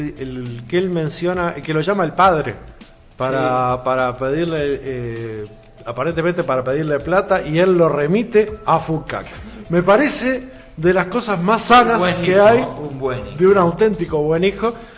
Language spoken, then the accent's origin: Spanish; Uruguay; nosotros como uruguayos marcamos el nivel, marcamos la diferencia.